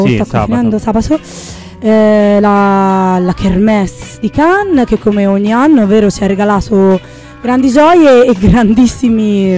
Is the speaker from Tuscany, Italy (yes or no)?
yes; Florence, Tuscany, Italy; Scusi, noi siamo fiorentini.